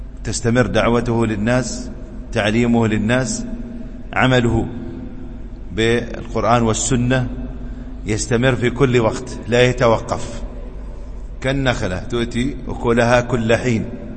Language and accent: Arabic; United Arab Emirates; عندنا في الإمارات يسمونه حيب